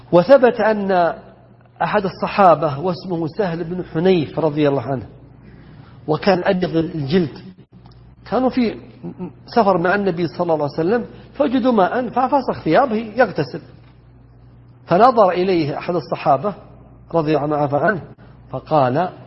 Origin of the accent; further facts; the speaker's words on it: Najd, Saudi Arabia; بينما عندنا في نجد انحتة